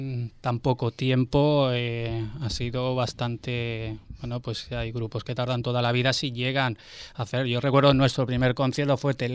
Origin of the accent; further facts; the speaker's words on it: Barcelona, Catalonia, Spain; now in Valencia, Spain; yo nací y crecí en Barcelona